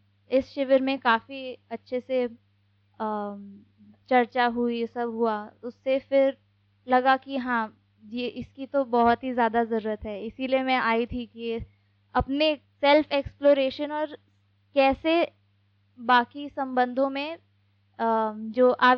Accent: Delhi, India; और मैं दिल्ली से हूँ।

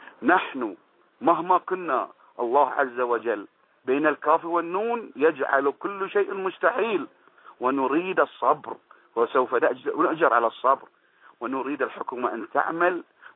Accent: Bahrain; وأنا كإنسان بحريني بسيط

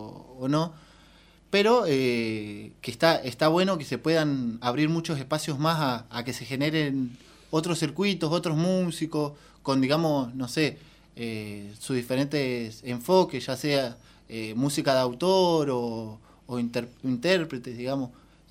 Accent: Bariloche, Río Negro, Argentina; desde donde yo vengo, yo soy de Bariloche.

